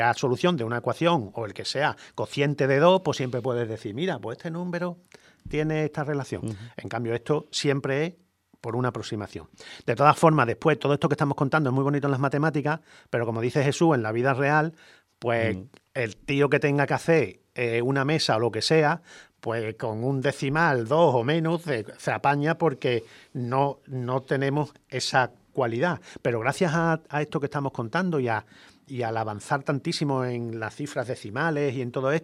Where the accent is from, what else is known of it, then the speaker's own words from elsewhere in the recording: Spain; nosotros vamos a seguir reivindicando, como españoles que somos, el 22/7